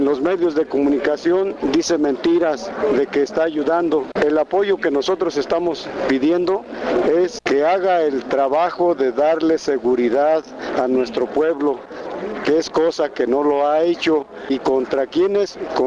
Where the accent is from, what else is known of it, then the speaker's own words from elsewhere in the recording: Cherán, Michoacán, Mexico; Soy comunero de Cherán, del estado de Michoacán, el pueblo Purépecha.